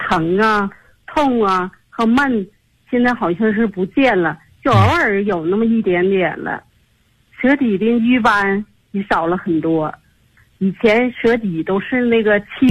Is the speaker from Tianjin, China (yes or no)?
yes; Tianjin, China; 我来自天津河西区，